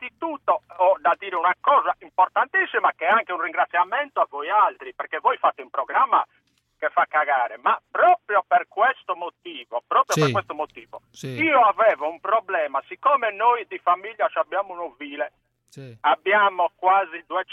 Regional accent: Sardinia, Italy; Ma non è che sono di Cagliari proprio, sono della provincia. Gorre Savurca.

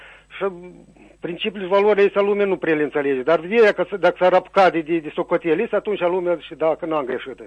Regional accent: Vărâncău, Soroca District, Moldova; din Vărâncă, Osoroca.

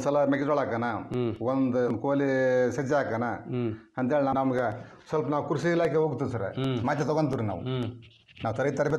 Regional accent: Chilakamukhi, Karnataka, India; ಕೊಪ್ಪಳ ಜಿಲ್ಲಾ ಕೊಪ್ಪಳ ತಾಲೂಕು ರೀ. ಚಿಲಕಮುಖಿ ಗ್ರಾಮ

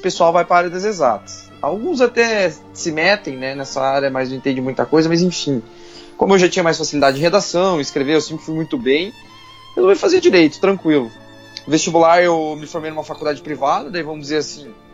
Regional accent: Paraná, Brazil; Eu sou do Paraná.

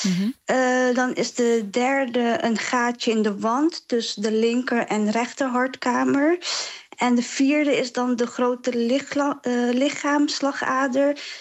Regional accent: Dordrecht, South Holland, Netherlands; born there; Ik werd dus geboren in Dordrecht

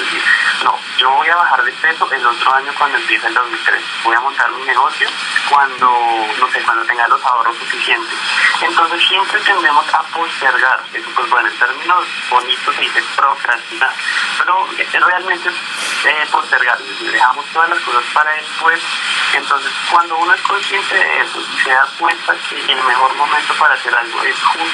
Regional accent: Colombia; Somos latinos, somos colombianos

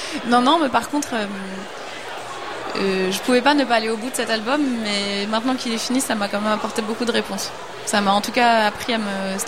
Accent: Paris, Île-de-France, France; c'était très compliqué de la conseiller en tant que petite Parisienne

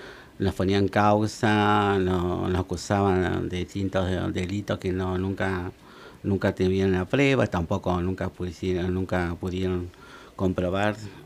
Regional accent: General Pico, La Pampa, Argentina; born there; now in Santa Rosa, Argentina; nací en General Pico, en La Pampa.

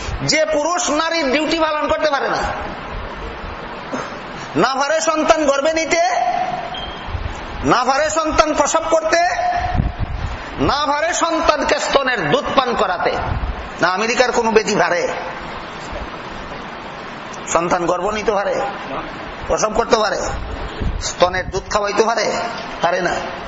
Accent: Sylhet Division, Bangladesh; accent: Sylheti; আর আমরা সিলেটি ভাষায় কয় বিয়া হল নির্জাত

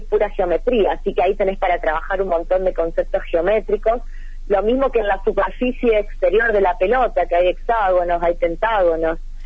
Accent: Ceres, Santa Fe, Argentina; now in Santa Fe, Argentina; Yo soy de Ceres, uh-huh. Es una ciudad de la provincia de Santa Fe, pero uh-huh. Estoy trabajando y viviendo en Santa Fe hace años.

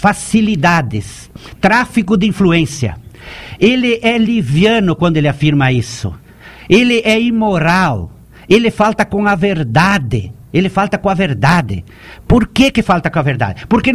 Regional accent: Chapecó, Santa Catarina, Brazil; eu nasci em Chapecó, eu continuo morando na mesma propriedade onde eu nasci.

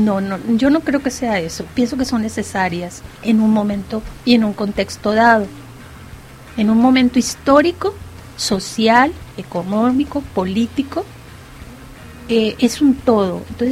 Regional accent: Mexico; qué tanto hacemos cada uno de nosotros realmente como mexicanos, que estamos muy fallones

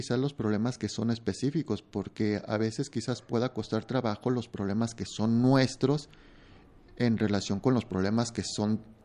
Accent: Mexico; sí son temas que a nosotros como mexicanos nos llegan a interesar

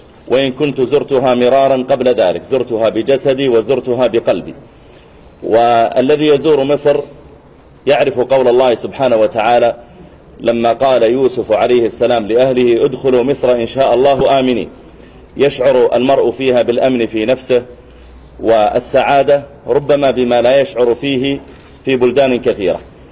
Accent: Saudi Arabia; بل حتى عندنا في المملكة العربية السعودية عدد من المشايخ الكرام

